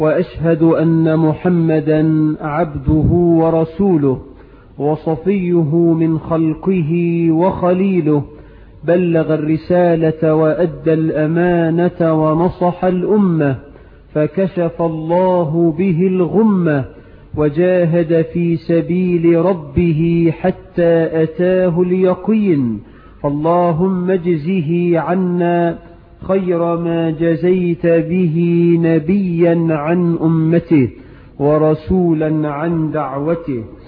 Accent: Egypt; بلدنا مصر

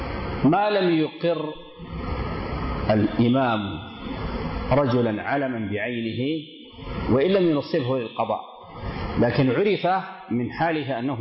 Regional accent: Sudan; كما يعبر واحد من الدكاترة عندنا في السودان

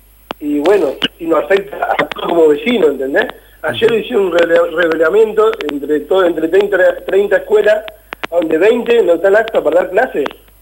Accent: Moreno, Buenos Aires Province, Argentina; Yo te hablo como un muchacho del barrio, como un chico que me crié en el barrio

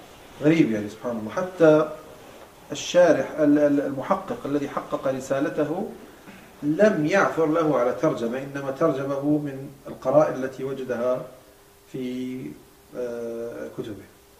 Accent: Morocco; عندنا في المغرب الأقصى

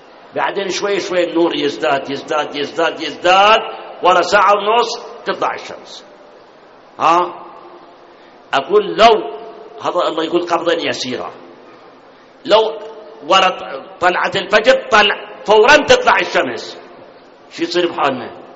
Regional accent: Karbala, Karbala Governorate, Iraq; فإذا بلدنا العراق وكربلاء إذا صارت مثل القطب الشمالي والجنوبي معناه متنا

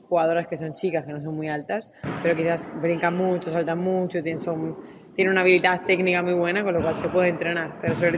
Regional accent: Asturias, Spain; Yo soy asturiana, soy del norte, cerca de Galicia, que sé que a los españoles nos llamáis los gallegos, así que cerca de Galicia, soy de Asturias y ahí es donde viven mi mamá, mi papá, y, bueno, mi familia.

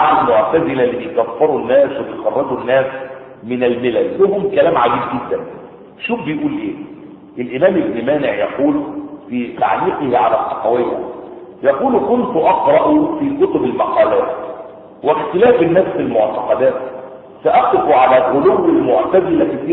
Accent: Egypt; زي ما العوام عندنا في مصر يقولون

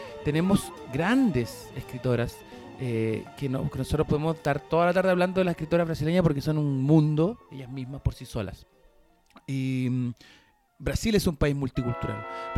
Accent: Chile; Que nosotros como chilenos, como en este país culiado llamado Chile, somos tan cartuchos

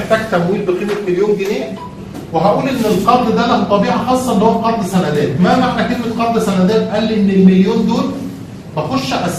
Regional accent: Egypt; احنا ده دلوقتي عندنا في مصر

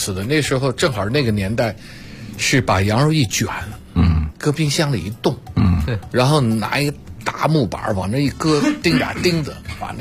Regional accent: Beijing, China; born there; 但是我生在北京，

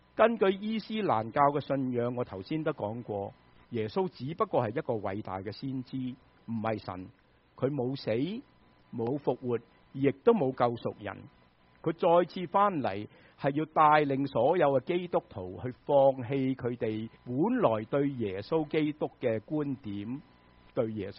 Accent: United States; 我们美国人就最认识交税了，是吗？

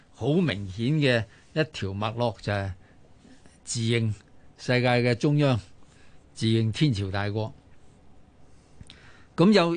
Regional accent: China; 身为中国人，又算系学过历史嘅，亦都知道中国人学历史有一个好大嘅弊病

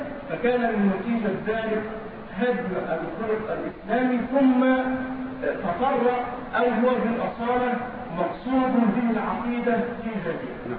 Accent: Egypt; عندنا في مصر علينا من هذه المسألة

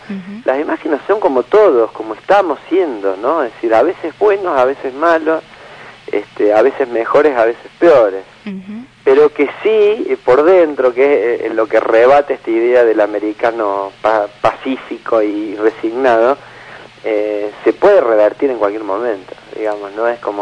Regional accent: Córdoba, Argentina; mirá que como buen cordobés le doy a la... como ya lo has visto.

